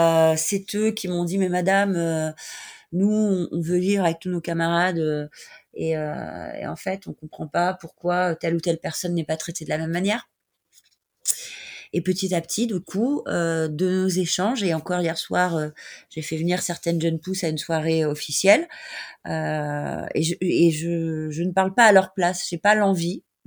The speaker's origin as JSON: {"language": "French", "region": "Brittany", "country": "France", "said": "Moi, je suis bretonne"}